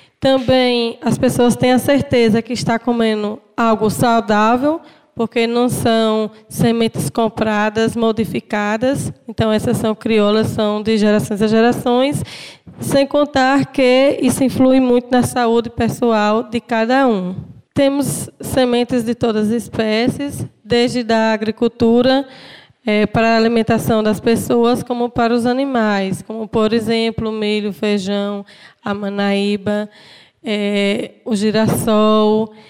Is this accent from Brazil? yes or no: yes; Antas, Bahia, Brazil; sou da comunidade de Brejo, no município de Antas.